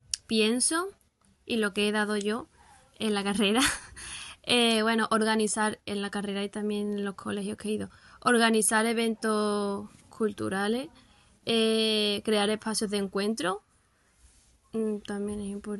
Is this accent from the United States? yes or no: no; Morocco; now in Seville, Spain; soy de Marruecos.